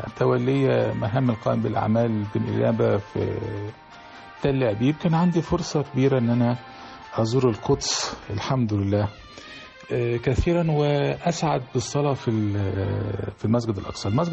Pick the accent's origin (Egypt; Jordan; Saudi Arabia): Egypt; Damietta Governorate; born there; كان أحب الأماكن لقلبي هي المصيف القابع بجوار مدينتي اللي ولدت فيها، المصيف رأس البر.